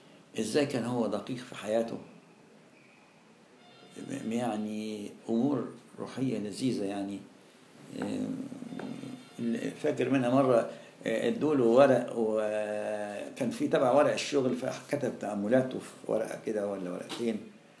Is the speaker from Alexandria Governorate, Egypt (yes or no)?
yes; Alexandria, Alexandria Governorate, Egypt; أنا كنت الوحيد من اسكندرية جالي أمر تكليف في المنطقة دي،